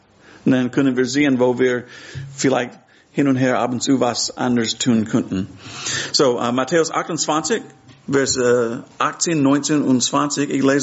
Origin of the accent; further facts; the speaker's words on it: Texas, United States; now in Hamburg, Germany; ich komme ursprünglich aus Texas, aber jetzt wohne ich in Hamburg. Meine Frau Karen ist hier. Wir sind seit 4 Jahren hier in Hamburg